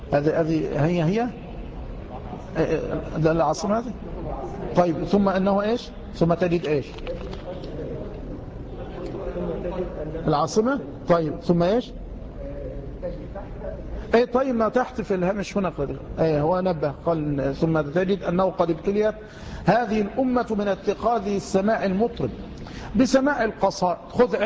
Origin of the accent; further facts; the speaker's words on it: Tanta, Gharbia, Egypt; ما يكفي الصنم الأكبر الذي عندنا في طنطا، وليس عندنا يعني عند جيراننا في طنطا